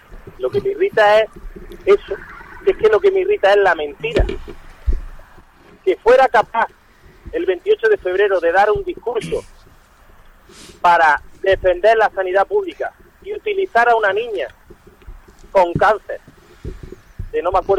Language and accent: Spanish; Andalusia, Spain; yo soy andaluz, yo primero, me escribe gente de todos lados, ¡vente a Madrid! Yo vivo en Granada